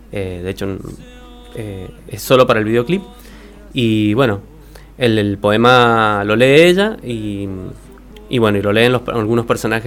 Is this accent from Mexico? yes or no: no; Las Heras, Mendoza, Argentina; also born or lived in Godoy Cruz; Yo soy de Las Heras. Siempre he sido de Las Heras. He vivido mucho tiempo en Goicru, pero siempre he sido de Las Heras. Y digamos que... yo vivía cerca del Algarrobal, digamos, en el Plumerillo, Algarrobal, por ahí, en la Pascual Segura.